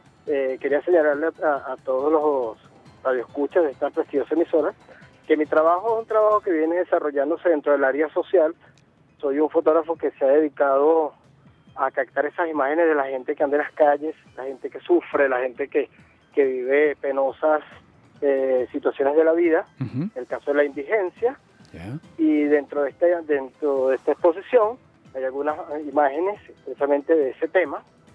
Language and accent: Spanish; Los Teques, Miranda, Venezuela; de mi ciudad natal, que es la ciudad de Los Teques, capital del estado Miranda.